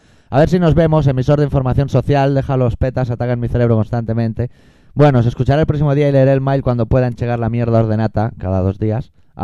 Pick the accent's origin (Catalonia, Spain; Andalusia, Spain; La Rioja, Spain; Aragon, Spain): Catalonia, Spain; No es que somos catalanes y tú eres de Seychelles.